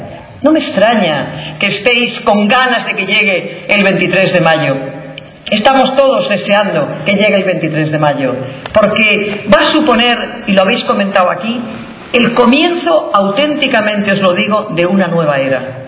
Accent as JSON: {"language": "Spanish", "region": "Cantabria", "country": "Spain", "said": "pues mire usted, soy de Cantabria. Todos no pueden poder nacer en Toledo, soy de Cantabria, pero me manda el partido ser diputada por Toledo."}